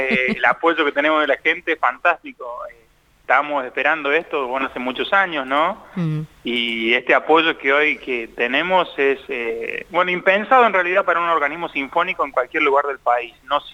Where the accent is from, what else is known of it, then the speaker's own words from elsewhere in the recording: James Craik, Córdoba, Argentina; viví muchos años de mi vida en Córdoba. Soy de ahí, soy del interior de Córdoba, de un pueblo que se llama James Cray, cerquita de Villa María.